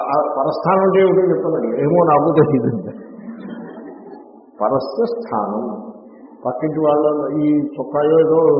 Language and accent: Telugu; Rajahmundry, Andhra Pradesh, India; మా చిన్నప్పుడు రైలు, రాజమండ్రిలో రైలు, రైలు అప్పుడు మొదటిసారి చూసాం